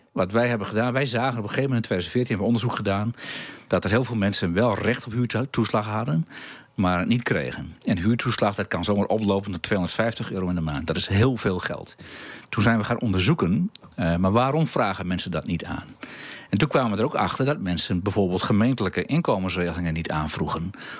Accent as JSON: {"language": "Dutch", "town": "Emmer-Compascuum", "region": "Drenthe", "country": "Netherlands", "tie": "born or raised there", "said": "Maar ik ben opgegroeid in Emmekopaskum, dat is in de oostkant van de gemeente Emmen."}